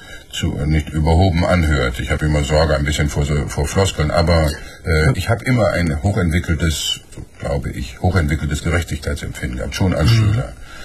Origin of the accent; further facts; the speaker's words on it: North Rhine-Westphalia, Germany; Gucken Sie mal, ich komme aus dem Ruhrgebiet. Und im Ruhrgebiet ist noch eine Menge zu tun.